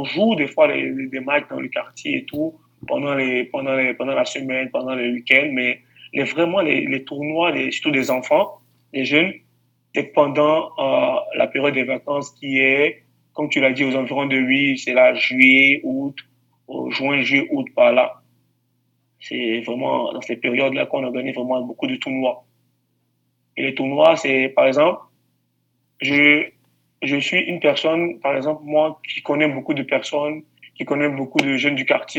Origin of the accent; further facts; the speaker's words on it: Abidjan, Côte d’Ivoire; comme vous avez demandé, je viens de la ville d'Abidjan. Je viens d'Abidjan.